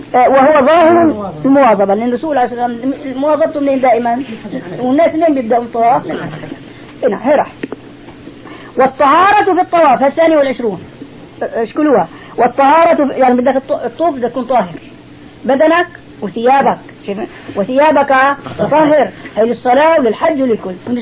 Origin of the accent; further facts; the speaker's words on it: Damascus, Damascus Governorate, Syria; والعادي نحن عندنا بدمشق